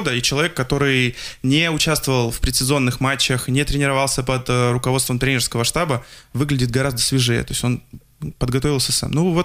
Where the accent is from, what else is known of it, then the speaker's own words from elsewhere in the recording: Krasnoyarsk, Krasnoyarsk Krai, Russia; к сожалению, мой родной город Красноярск.